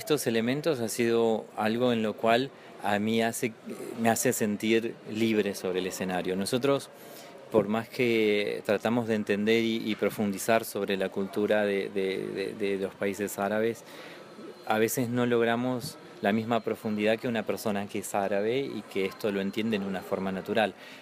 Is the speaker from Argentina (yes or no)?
yes; Comodoro Rivadavia, Chubut, Argentina; born or raised there